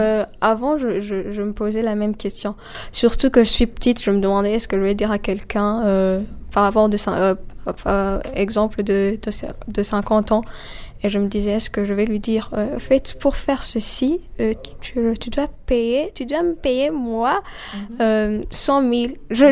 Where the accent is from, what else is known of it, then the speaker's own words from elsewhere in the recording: Burundi; Non, je suis burundaise.